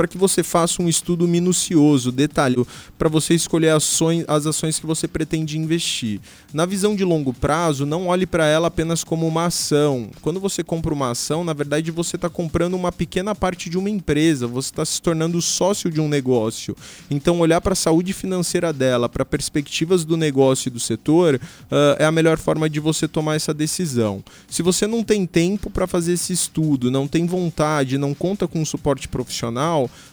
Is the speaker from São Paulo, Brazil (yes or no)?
no; Foz do Iguaçu, Paraná, Brazil; now in Curitiba, Brazil; cresci aqui, né, que eu já moro há tanto tempo em Curitiba que hoje eu já me considero de lá também, mas enfim, cresci em Foz, tenho raízes aqui, tenho famílias, grandes amigos